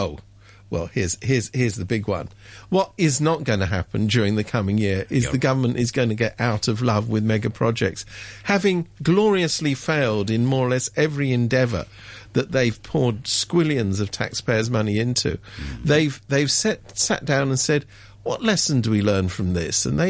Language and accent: English; United Kingdom; I come from Britain, so I know about that.